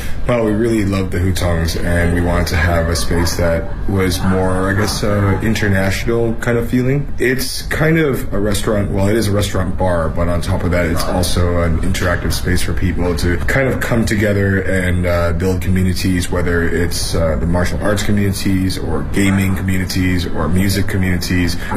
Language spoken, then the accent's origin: English; Canada; now in Beijing, China; I'm from Canada, and I'm a chef in Beijing, chef owner, TV show host / personality / celebrity chef, I guess.